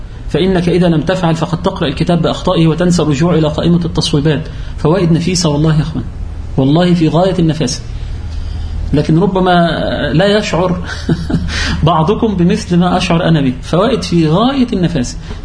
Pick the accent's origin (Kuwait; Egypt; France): Egypt; لأن لهم منافذ بيع في عندنا في مصر